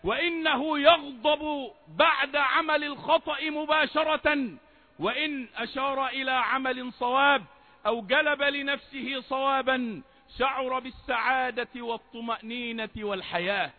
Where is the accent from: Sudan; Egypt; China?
Egypt; وأن يجعل بلدنا مصر بلدا آمنا مطمئنا